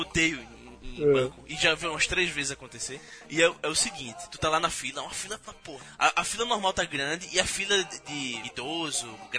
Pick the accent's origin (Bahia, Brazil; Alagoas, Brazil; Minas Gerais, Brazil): Alagoas, Brazil; Maceió; now in Rio de Janeiro, Brazil; eu sou de Maceió, a minha conta é de Recife, eu moro aqui no Rio.